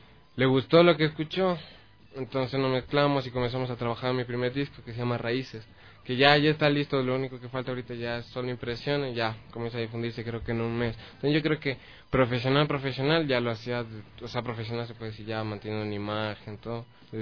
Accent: Quito, Pichincha, Ecuador; soy de Quito, tengo 18 años.

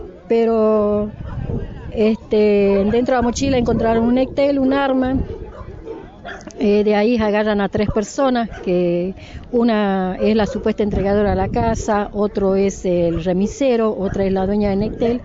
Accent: Jujuy, Argentina; Luz es morocha, somos del norte, de Jujuy

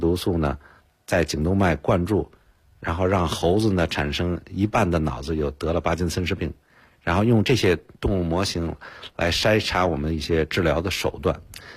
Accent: China; 因为我们毕竟是在中国长大的，在中国受的这个医学院的一个教育

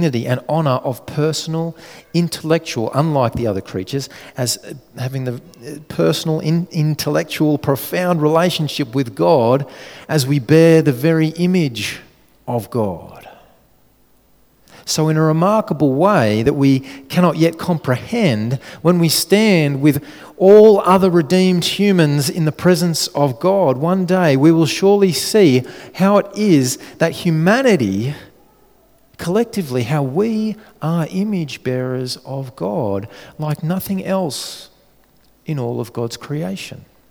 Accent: Australia; Jenny and I, being good Aussie kids

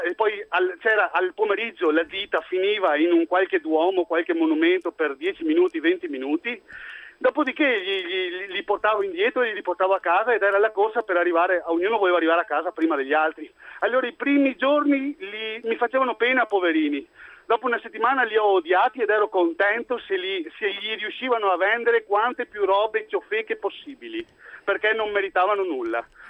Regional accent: Veneto, Italy; tenga presente che però io non sono di Milano, sono della campagna del Polesine

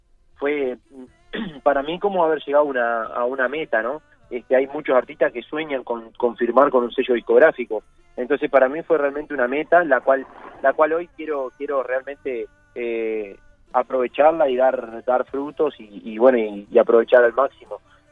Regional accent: Uruguay; No, que soy uruguayo no significa que yo sea un cavernícola.

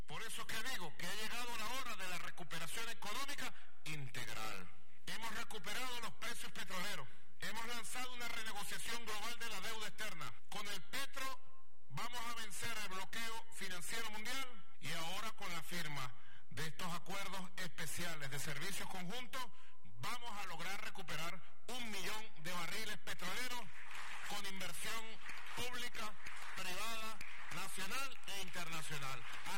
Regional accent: Venezuela; para recibir el calor humano que nosotros sabemos transmitir como venezolanos.

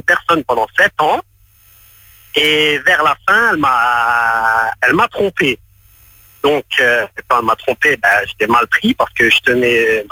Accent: Colmar, Grand Est, France; now in Lyon, France; À la base je suis même pas Lyonnais, je suis Colmar, mais je suis installé à Lyon depuis 3 mois.

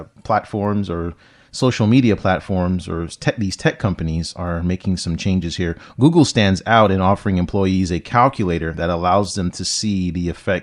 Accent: California, United States; And I remember, because I'm from California, and I have a buddy that lived in San Francisco

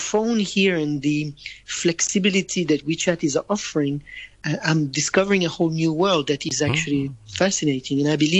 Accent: Hong Kong; I'm from Hong Kong.

